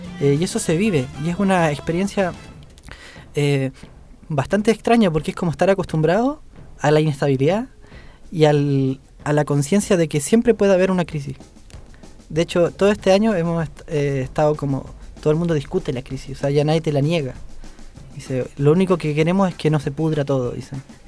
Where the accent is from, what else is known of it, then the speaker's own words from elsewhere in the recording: Chile; born there; es ajeno para nosotros que nacimos en Chile, ¿sabes? Es raro hablar de la inflación en Chile.